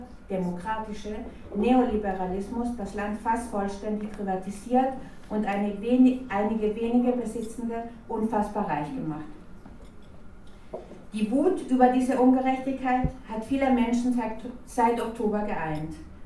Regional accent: Chile; German is a second language; now in Germany; bin sehr froh, hier bei euch zu sein. Ich bin ursprünglich aus Chile, aber wie ihr hört, bin ich schon sehr lange hier.

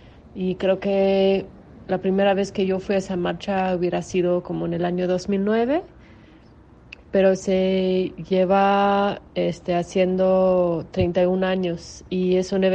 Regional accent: Canada; la primera vez que yo fui a una movilización fue en Canadá, de donde soy yo

